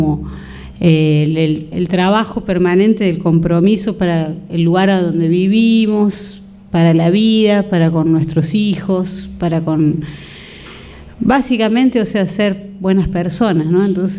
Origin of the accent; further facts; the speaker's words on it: Cosquín, Córdoba, Argentina; born there; uno se aleja de su pueblo, cuando yo soy nacida en Cosquín y de pronto En algún momento me fui, bueno, volví